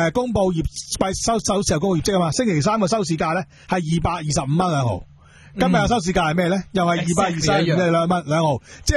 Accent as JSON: {"language": "Cantonese", "country": "Hong Kong", "said": "係我哋香港我哋係香港人。"}